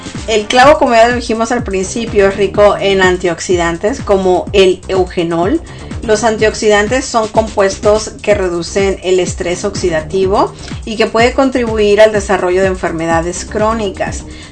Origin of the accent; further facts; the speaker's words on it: Mexico; para la gente que somos de México, cuando comemos el arroz con leche